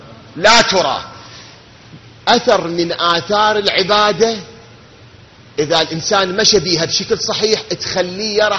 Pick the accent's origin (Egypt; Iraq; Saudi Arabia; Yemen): Iraq; وهاي مشاكلنا إحنا كعراقيين